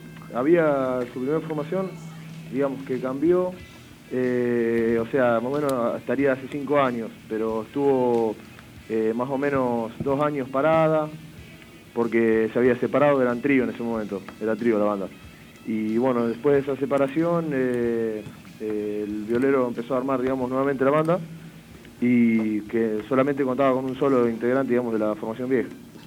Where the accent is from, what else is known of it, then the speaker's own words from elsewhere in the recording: Chivilcoy, Buenos Aires Province, Argentina; Somos de Chivilcoy, digamos, el interior de la provincia de Buenos Aires.